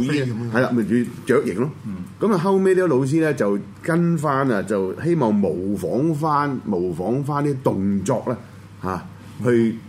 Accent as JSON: {"language": "Cantonese", "country": "China", "said": "咁你呢邊咧中間咧，我哋中國人就叫咩？"}